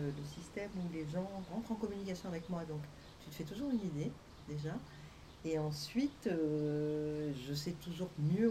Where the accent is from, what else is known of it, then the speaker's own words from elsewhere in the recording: France; born there; Voilà, non, bref, moi je suis née en France.